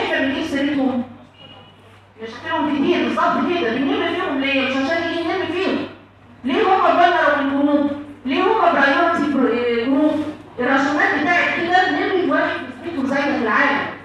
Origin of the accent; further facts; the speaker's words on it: Egypt; يعني عشان انا مثلا مصريه هتلاقي الكلمه دي عادي